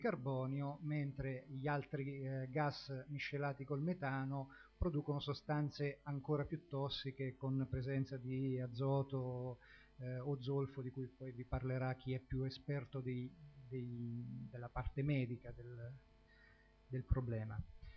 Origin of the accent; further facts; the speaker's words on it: Porto Recanati, Marche, Italy; now in Senigallia, Italy; io oltre ad abitare a Senigallia sono originario di Porto Recanati